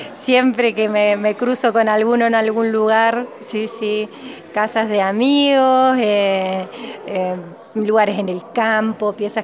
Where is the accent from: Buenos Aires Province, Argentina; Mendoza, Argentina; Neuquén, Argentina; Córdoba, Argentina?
Córdoba, Argentina; Cosquín; soy de Cosquín y actualmente vivo en Cosquín también.